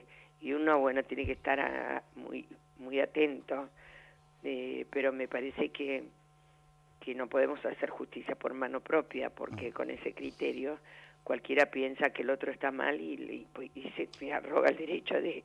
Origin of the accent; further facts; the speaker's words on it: Argentina; Sí, nos exiliamos durante la época de la AAA y después en la dictadura estuvimos prohibidos y nos chuparon, estuvimos en Orlet y, bueno, una tristes historias que tenemos los argentinos